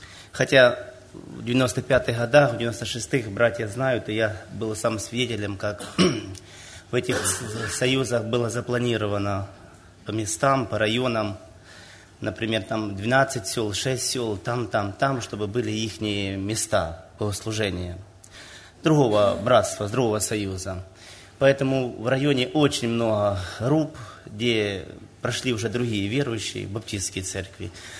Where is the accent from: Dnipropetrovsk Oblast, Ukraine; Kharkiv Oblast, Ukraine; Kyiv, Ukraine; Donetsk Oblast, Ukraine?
Dnipropetrovsk Oblast, Ukraine; Nikopol; из Никополя. У нас численность населения около 40 тысяч